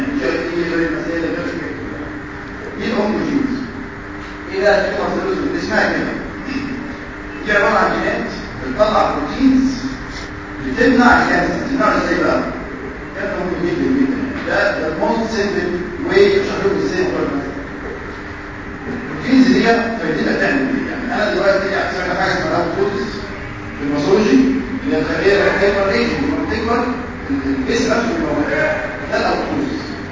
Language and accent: Arabic; Egypt; عندنا في مصر هنا سن كبير ده خلاص احنا معاش